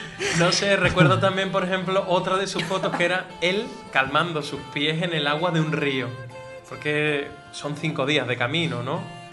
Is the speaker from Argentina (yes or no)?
no; Andalusia, Spain; como buen andaluz, había exagerado.